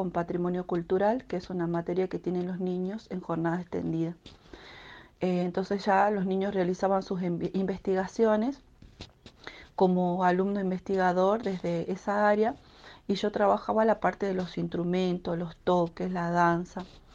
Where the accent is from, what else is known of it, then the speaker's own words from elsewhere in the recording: Hipólito Yrigoyen, Salta, Argentina; las que escuchaba cuando era niña en Hipólito Yrigoyen, donde crecí.